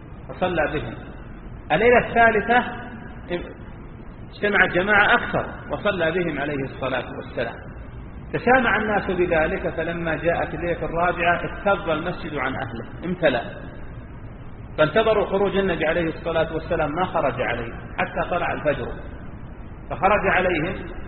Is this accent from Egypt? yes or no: no; Saudi Arabia; أنت ممكن في بلدنا المملكة العربية السعودية الحمد لله الشأن أخف